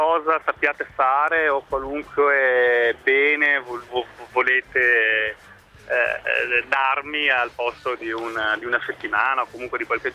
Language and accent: Italian; Padua, Veneto, Italy; io sono da Padova, ho lavorato a Modena, sono province abbastanza laboriose